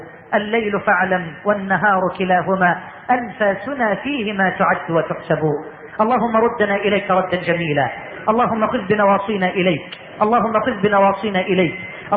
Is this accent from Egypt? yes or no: yes; Egypt